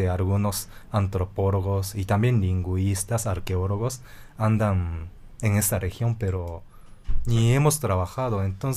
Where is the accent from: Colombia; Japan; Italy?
Japan; Siendo japonés. A mí me gustaba mucho hablar de Japón y la historia de Japón con él porque sabía muchísimo, ¿no?